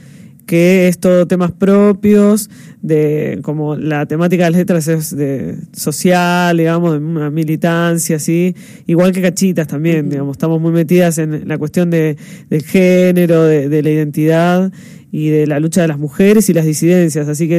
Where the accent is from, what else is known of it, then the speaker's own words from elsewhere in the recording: Berisso, Buenos Aires Province, Argentina; now in Buenos Aires, Argentina; Y después, yo soy de Berisso, uh-huh. O sea, estudié en La Plata y me mudé a Capital